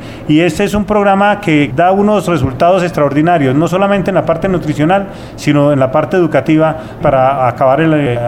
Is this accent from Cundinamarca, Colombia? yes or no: yes; Fómeque, Cundinamarca, Colombia; donde fui alcalde de mi pueblo, de mi municipio Fome, que fui diputado de Cundinamarca en dos oportunidades